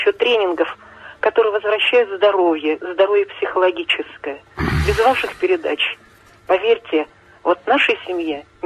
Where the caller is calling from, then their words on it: Yaroslavl, Yaroslavl Oblast, Russia; Ярославль.